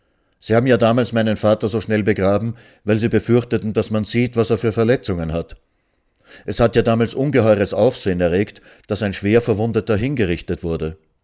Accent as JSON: {"language": "German", "country": "Austria", "moved": "yes"}